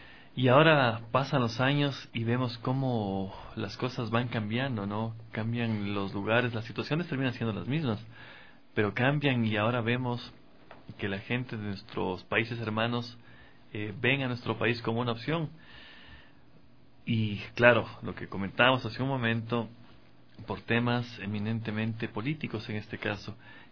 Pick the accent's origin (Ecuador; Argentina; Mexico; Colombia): Ecuador; similar a la situación que en algún momento nosotros también como ecuatorianos lo vivimos